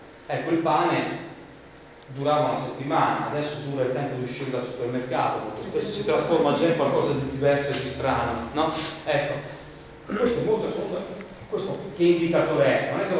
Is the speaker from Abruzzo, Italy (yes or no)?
yes; Abruzzo, Italy; anche io sono abruzzese, un piccolo comune abruzzese